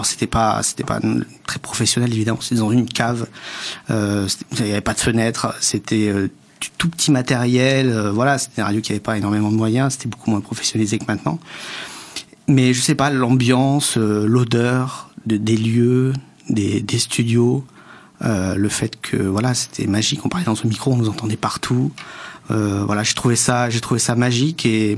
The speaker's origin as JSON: {"language": "French", "town": "Rodez", "region": "Occitanie", "country": "France", "said": "Je viens de l'Aveyron, je viens de Rodez. J'avais 12 ans. Et à l'époque, dans une ville comme Rodez, en gros 30 000 habitants"}